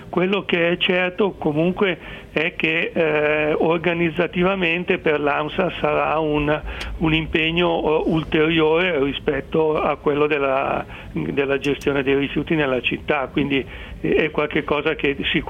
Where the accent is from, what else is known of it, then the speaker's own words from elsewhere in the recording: Milan, Lombardy, Italy; Non lo dico perché sono di Milano, ma perché è la realtà